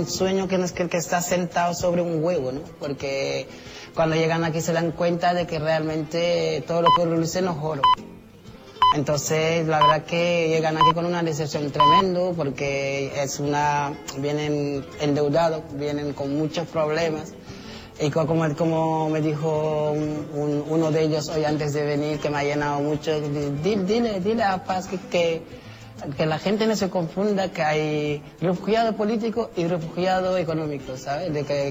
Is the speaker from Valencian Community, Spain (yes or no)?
no; Jerez de la Frontera, Andalusia, Spain; Aunque mi Jerez es lo más grande también, ¿no? Jerez, tú sabes, la bahía nuestra es única, ¿no? Somos la sal de España. Y Andalucía más, ¿no?